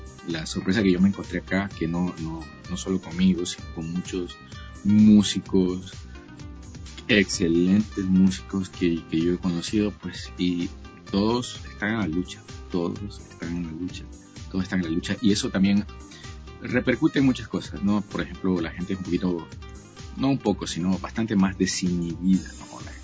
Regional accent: Ecuador; moved away; todas las experiencias que tuve allá en Ecuador, en mi país, de compartir música con grandes músicos

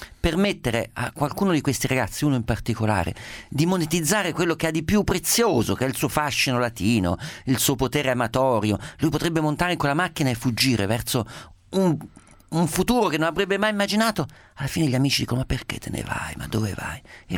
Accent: Umbria, Italy; io umbro mi ricordo l'obbligo del riposino, anch'io non c'entrava nulla, mai avuto nessun tipo di ascendenza meridionale

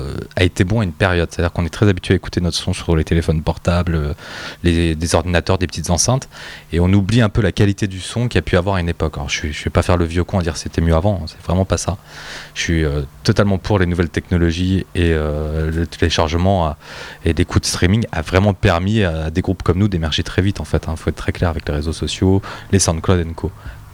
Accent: France; On est de culture française, on est français

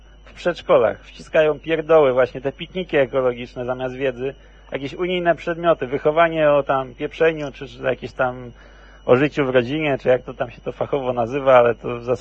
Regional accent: Kuyavian-Pomeranian Voivodeship, Poland; Także ja akurat na Kujawach się wychowałem, bo tam akurat moja część rodziny wylądowała.

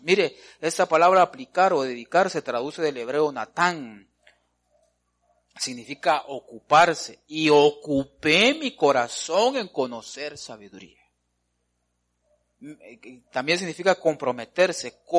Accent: Guatemala; uno de los defectos, le podría decir nuestros, como latinoamericanos, como guatemaltecos, es de que no somos dedicados.

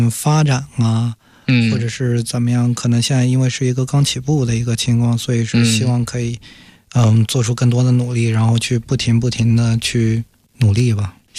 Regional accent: Zhejiang, China; 哦，首先我是一个浙江人

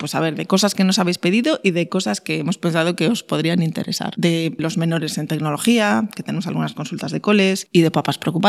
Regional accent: Vigo, Galicia, Spain; Y bueno, aunque yo soy de Vigo, pues no pasa nada.

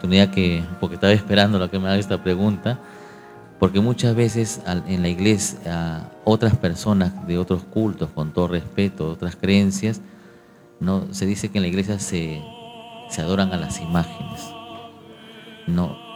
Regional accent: Lima, Peru; como yo soy limeño

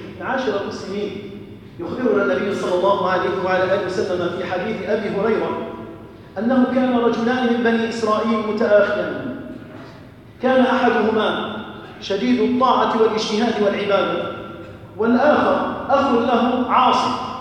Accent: Algeria; اللهم احفظ بلدنا الجزائر، اللهم أمن بلدنا الجزائر

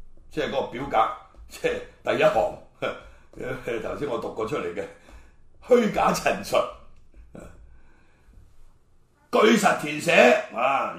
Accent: Hong Kong; 我從來都冇諗過去攞中華民國護照噶。我係香港人。是吧生在香港死在香港的，我們當時是這樣想的，是吧？我可以拿美國綠卡，我又沒拿的，屌了，我現在70歲，

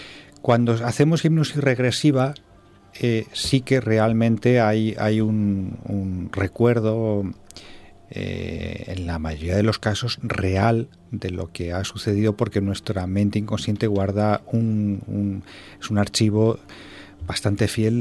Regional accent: Albacete, Castilla-La Mancha, Spain; te voy a contar que en una hipnosis pública en mi tierra, en Albacete

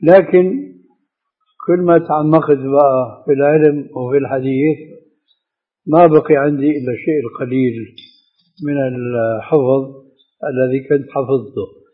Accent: Syria; النعل الصرارة موجودة، كانت إلى عهد قريب عندنا في سوريا للرجال

